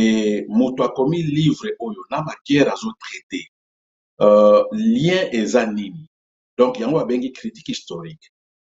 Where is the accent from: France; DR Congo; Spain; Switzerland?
DR Congo; moved away as an adult; now in South Korea; nazali congolais, 100% congolais, et je suis né au Congo, j'ai grandi au Congo, j'ai commencé mes études universitaires, primaires, secondaires, universitaires au Congo, et puis je me suis retrouvé, suite na situation ya mboka na biso, je me suis retrouvé na mboka ya Corée du Sud.